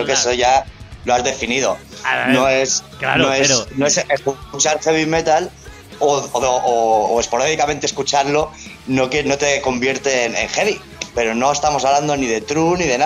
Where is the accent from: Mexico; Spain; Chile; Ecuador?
Spain; Balearic Islands; aquí yo soy de Mallorca